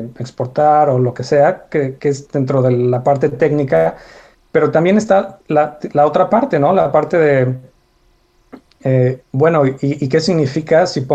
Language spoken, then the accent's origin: Spanish; Guanajuato, Mexico; now in Austin, United States; me mudé a Estados Unidos hace poco, estoy viviendo ahora en Austin, Texas, yo soy de Guanajuato, México